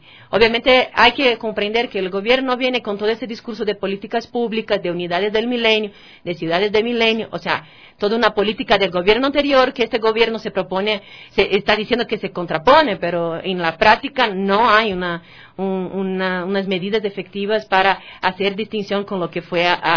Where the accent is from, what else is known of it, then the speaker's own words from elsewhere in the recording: Brazil; en el caso de Brasil, de donde vengo